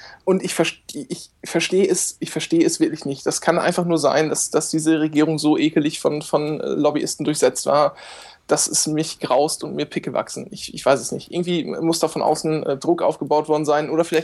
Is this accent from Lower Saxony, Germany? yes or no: yes; Lower Saxony, Germany; ich komme aus Ostfriesland, muss ich dazu sagen